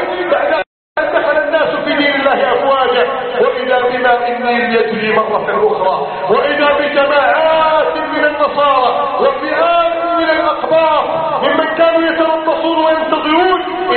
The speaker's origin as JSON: {"language": "Arabic", "country": "Egypt"}